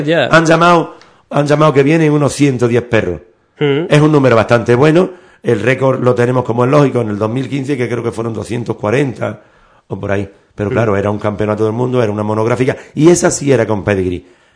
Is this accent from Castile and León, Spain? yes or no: no; Ubrique, Andalusia, Spain; Aquí en Ubrique se come divinamente, lo dice un ubriqueño que ha estado por todo el mundo, y como se come en mi pueblo, en pocos sitios.